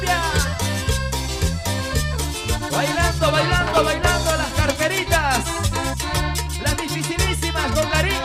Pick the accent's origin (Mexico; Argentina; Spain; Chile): Argentina; Salta; Desde Salta y hacia el país, somos